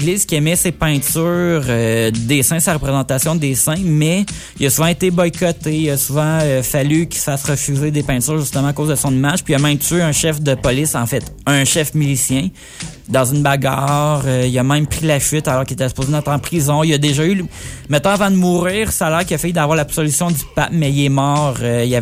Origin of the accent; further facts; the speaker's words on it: Italy; accent: Italian; French is a second language; Excusez-moi mon accent italien.